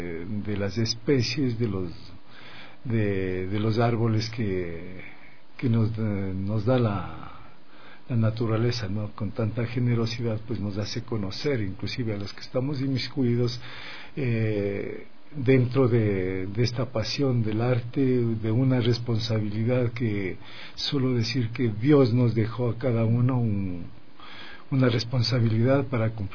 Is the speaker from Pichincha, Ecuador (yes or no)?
yes; Mejía, Pichincha, Ecuador; Justamente soy nativo de Mejía. … … Vengo de un pueblo pequeño, de un anejo